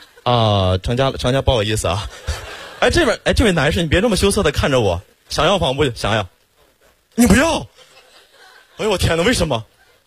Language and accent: Chinese; Xiong'an, Hebei, China; 土生土长的雄安人，从小在那长大